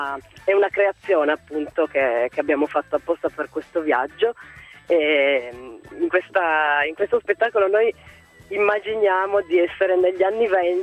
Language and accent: Italian; Bra, Piedmont, Italy; sto attraversando dei territori che sono vicinissimi a casa mia perché io sono di Bra.